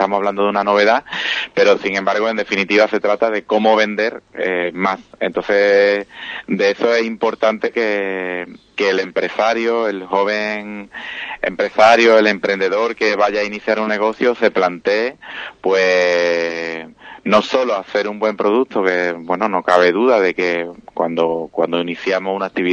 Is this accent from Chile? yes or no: no; Villamartín, Andalusia, Spain; ahora termina también la feria de Villamartín, que yo soy de Villamartín